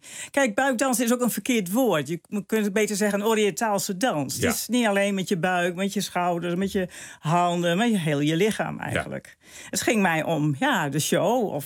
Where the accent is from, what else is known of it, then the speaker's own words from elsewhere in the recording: Appingedam, Groningen, Netherlands; now in Groningen, Netherlands; Ja, ik ben geboren in Appingedam.